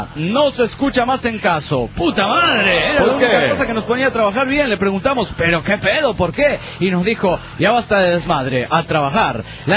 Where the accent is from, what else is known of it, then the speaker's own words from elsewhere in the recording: Cancún, Quintana Roo, Mexico; de Cancún, Quintana Roo, México.